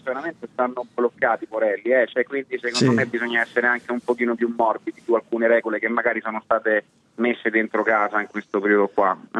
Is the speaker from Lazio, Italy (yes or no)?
yes; Rome, Lazio, Italy; Io sono di Roma